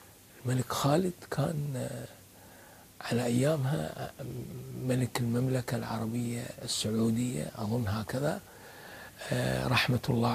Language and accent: Arabic; Kuwait; هاي لهجتنا احنا بالكويت، يعني اكيد انتم عندكم في اليمن لهجة اخرى اكثر فصاحة منا احنا